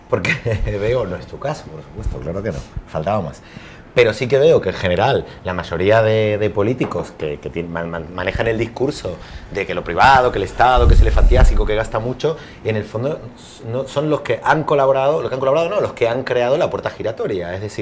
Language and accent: Spanish; Argentina; now in Spain; por lo menos en mi país pasó en las épocas del menemismo, que me recuerdan mucho estas épocas al menemismo, ¿eh? Me acuerdo cuando llegué a España